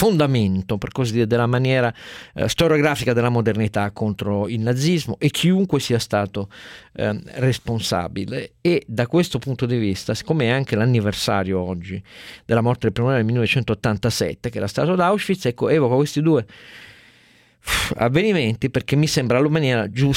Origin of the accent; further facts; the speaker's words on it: Turin, Piedmont, Italy; da torinese si sono piegato in due amaramente